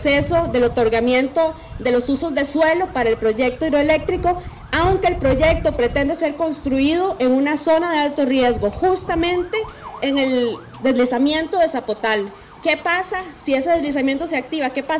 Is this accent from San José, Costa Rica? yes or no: yes; San Pedro, San José, Costa Rica; Venimos desde Pérez Celedón, venimos desde un lugar muy lejano que se llama San Pedro